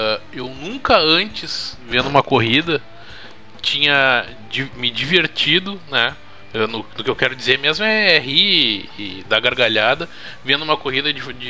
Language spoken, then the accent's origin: Portuguese; Brazil; Ah, eu como bom brasileiro, eu curto o narrador com emoção, né?